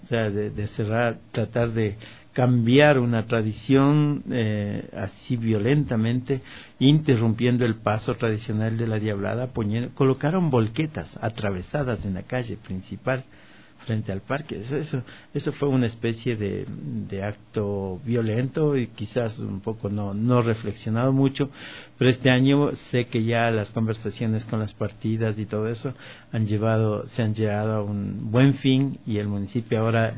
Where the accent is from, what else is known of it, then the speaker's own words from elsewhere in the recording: Píllaro, Tungurahua, Ecuador; porque yo soy de Píllaro, ¿no?